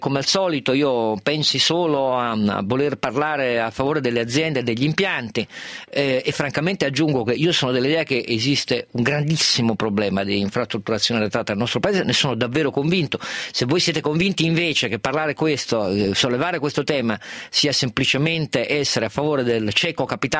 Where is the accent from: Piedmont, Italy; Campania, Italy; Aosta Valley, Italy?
Piedmont, Italy; io sono piemontese, punto numero uno, ma non vuol dire niente